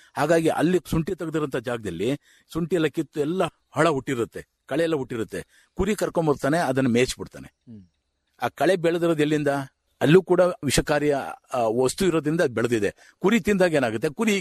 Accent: Uduvare, Karnataka, India; ಹಾಸನ ತಾಲೂಕು ಕಟ್ಟವಾಗಿಲ್ಲ ಉಡುವರೆ ಗ್ರಾಮ, ಗೋರೂರಿನಿಂದ 2 ಕಿಲೋಮೀಟರ್ ನನ್ನ ಗ್ರಾಮ.

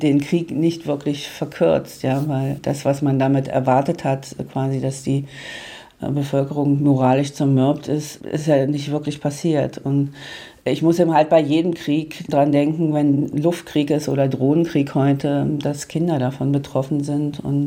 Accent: Magdeburg, Saxony-Anhalt, Germany; Ich komme aus Magdeburg. Magdeburg, da ist die Innenstadt am 16. Januar 1945 vollkommen zerstört worden

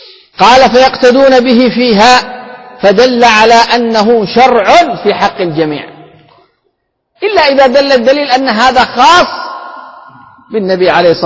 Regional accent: Yemen; كما هذا هو عندنا في اليمن

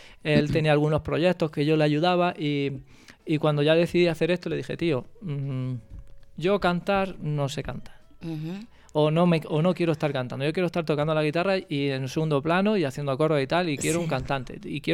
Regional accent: Orcera, Andalusia, Spain; Mi casa siempre va a ser Orcera, ¿no? Mi pueblo

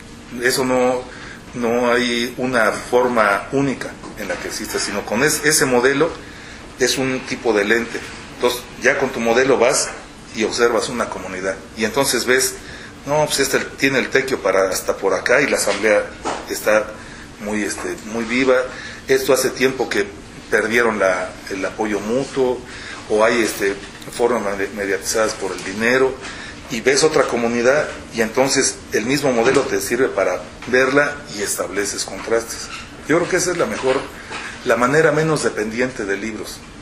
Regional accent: Mexico City, Mexico; Porque los chilangos no somos lo más solidarios del mundo

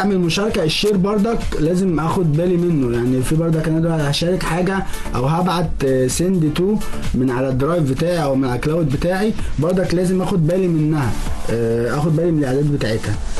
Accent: Egypt; طبعا احنا عندنا في مصر بنعمل تحديث

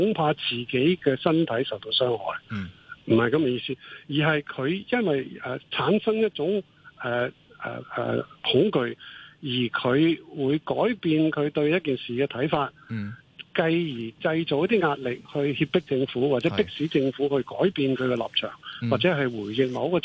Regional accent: Hong Kong

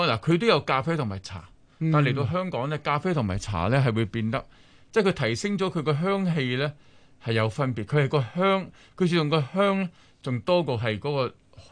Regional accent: China; 其實唔係我哋中國人嘅，

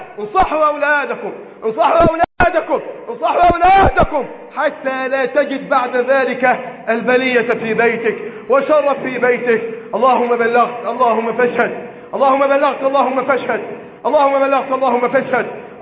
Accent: Egypt; اللهم احفظ بلدنا مصر من الفتن ما ظهر منها وما بطن

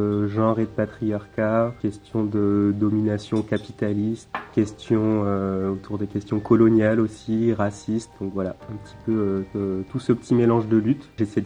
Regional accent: Martinique; moved away as an adult; now in Saint-Lattier, France; ben, bonjour … j'ai 27 ans, j'habite dans l'Isère à Saint-Lathier. Je suis originaire de la Martinique, moi je suis né là-bas, j'y ai grandi. Aujourd'hui donc je suis installé dans l'Isère là depuis 3 ans

